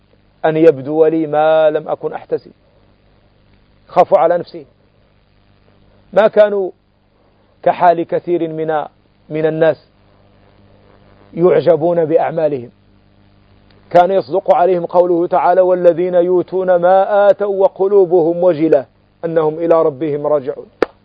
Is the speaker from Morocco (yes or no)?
yes; Morocco; وأنتم تعلمون في عندنا في المغرب نعبر بسمايم